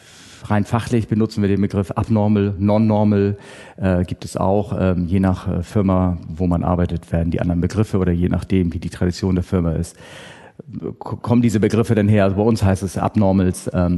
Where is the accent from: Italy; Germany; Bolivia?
Germany; Hamburg; Ja, okay. Ich bin aus Hamburg.